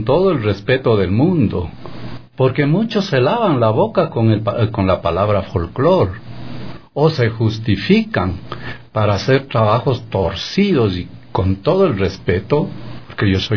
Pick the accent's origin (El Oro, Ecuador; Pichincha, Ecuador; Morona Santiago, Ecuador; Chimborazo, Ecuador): Chimborazo, Ecuador; Luego nos pasamos a la provincia de Chimborazo, de la que soy nativo, digamos, y hago enfoque en mi provincia